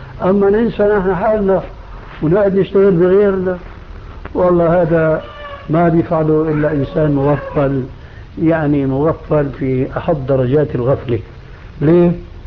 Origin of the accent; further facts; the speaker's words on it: Syria; ونحن عندنا في الشام كانوا التلامذة مساكين